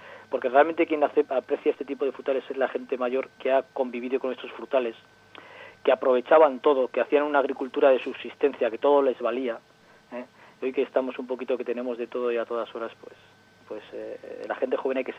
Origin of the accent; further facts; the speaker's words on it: Llodio, Basque Country, Spain; conozco porque yo soy de Llodio, entonces especialmente la zona de Cantábrica Alavesa, la zona de Llodio, bueno, toda la zona del Valle de Ayala